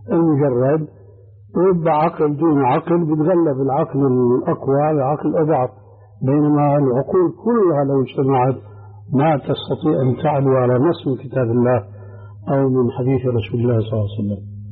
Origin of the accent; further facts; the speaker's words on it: Syria; كما يقولون عندنا في الشام أدحاله.